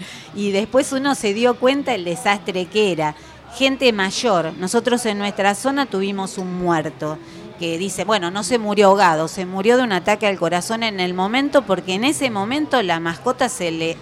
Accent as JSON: {"language": "Spanish", "town": "Villa Maipú", "region": "Buenos Aires", "country": "Argentina", "said": "yo soy de Villa Maipú, sí, del lado de la provincia de Buenos Aires. Uh-huh. También hay vecinos de Vicente López, de Munro, de Florida Este y Oeste, que también somos todos de la cuenca del Medrano."}